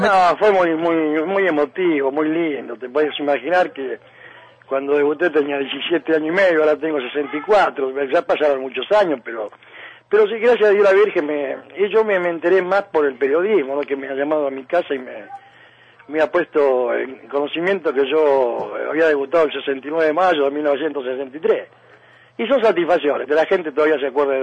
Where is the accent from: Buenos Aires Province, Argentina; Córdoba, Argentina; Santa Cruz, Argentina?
Buenos Aires Province, Argentina; Sarandí; born there; yo nací acá en Sarandí